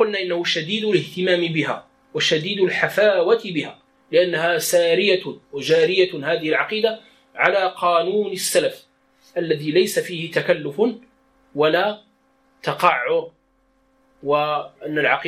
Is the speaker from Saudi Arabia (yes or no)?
no; Morocco; accent: Moroccan Darija; قال وهو الخز بلغتنا يعني بدارجتنا. والإشارة في الدارجة المغربية